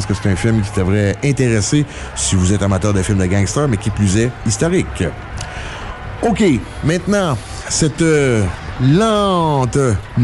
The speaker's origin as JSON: {"language": "French", "region": "Quebec", "country": "Canada", "said": "en tant que Québécois"}